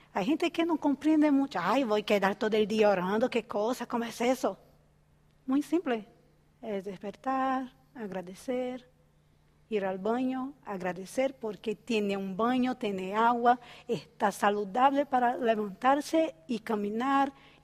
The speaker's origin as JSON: {"language": "Spanish", "country": "Brazil", "second_language": "Spanish", "said": "soy de Brasil y paso harto frío a veces"}